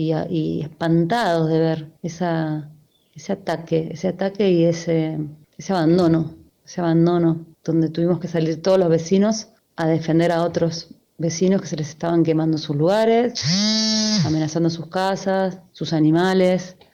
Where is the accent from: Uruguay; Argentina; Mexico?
Argentina; Córdoba; lo que estamos sufriendo acá en Córdoba.